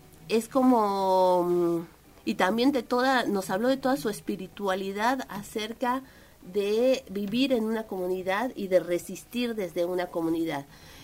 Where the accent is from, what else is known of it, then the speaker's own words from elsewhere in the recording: Mexico; born there; yo nací en México y toda mi formación universitaria la hice muy cerca de los pueblos originarios